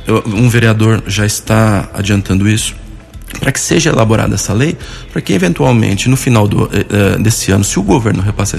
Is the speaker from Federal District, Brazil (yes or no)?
no; São Paulo, Brazil; now in Arceburgo, Brazil; Eu sou natural de São Paulo, capital. Me mudei para o interior há 10 anos